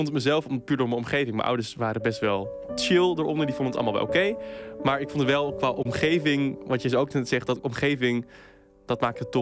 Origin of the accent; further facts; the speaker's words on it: Friesland, Netherlands; de omgeving waar ik opgroeide. Dat was een klein dorpje in Friesland waar het geloof toch nog wel een grote rol speelde.